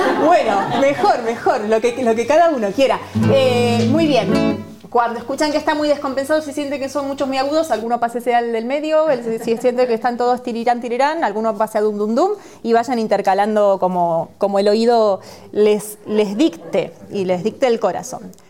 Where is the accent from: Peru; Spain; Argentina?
Argentina; Pero como sois españoles, la mayoría, y yo soy argentina